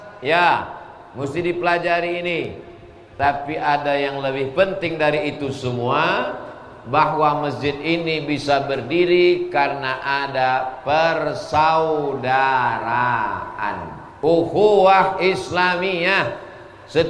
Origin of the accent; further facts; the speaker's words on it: Riau, Indonesia; Saya dari Riau.